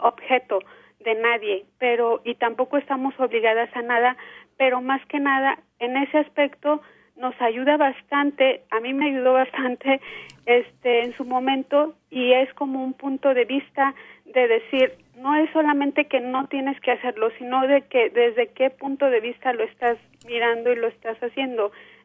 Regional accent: Mexico; A mí me enseñaron como mujer latina, mujer mexicana, y creer en la Virgen

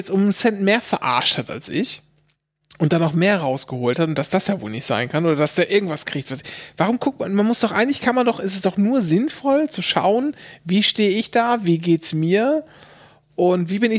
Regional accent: Germany; ich bin Deutscher

